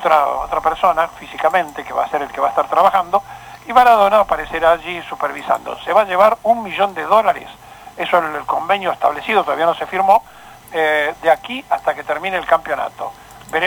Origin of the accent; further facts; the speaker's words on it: Argentina; Piensen que no somos los argentinos ni tan buenos como creemos, ni tan malos como dicen.